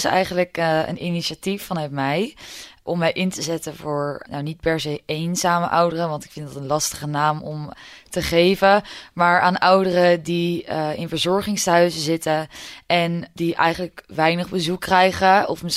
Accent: Maassluis, South Holland, Netherlands; Ik kom zelf uit Maassluis. Daar ben ik opgegroeid. Mijn ouders wonen daar nog steeds samen met mijn tweelingbroer.

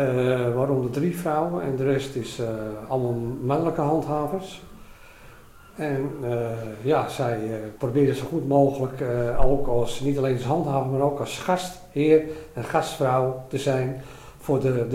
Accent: Amsterdam, North Holland, Netherlands; now in Zandvoort, Netherlands; Oorspronkelijk kom ik uit Amsterdam.

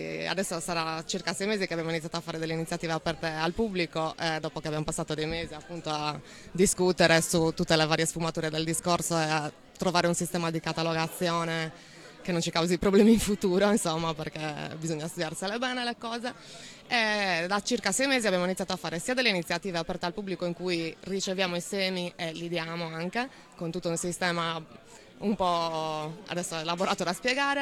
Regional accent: Alghero, Sardinia, Italy; Sono di Alghero, della zona di Alghero.

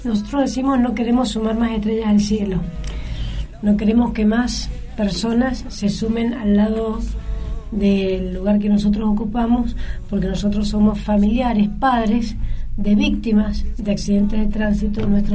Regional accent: Mendoza, Argentina; como mendocinos y argentinos

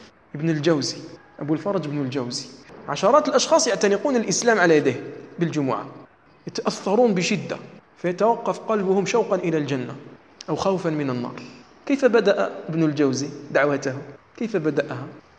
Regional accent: Algeria; أما مثلا عندنا في الجزائر فلا يجوز

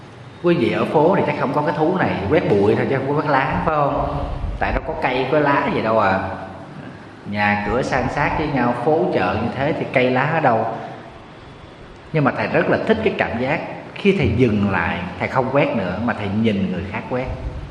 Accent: Southern Vietnam, Vietnam; Ở miền Nam thì mình thì lá rụng 2 lần. Quê em hay mùa mưa nắng thì lá thường nó rụng 2 lần.

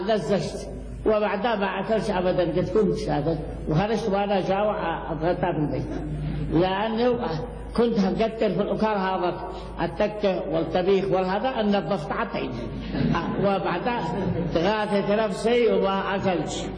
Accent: Yemen; لا يوجد عندنا في اليمن الحنبلي.

